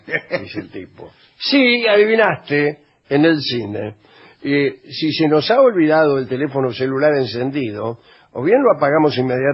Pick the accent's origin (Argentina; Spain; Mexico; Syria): Argentina; A mí, como mujer argentina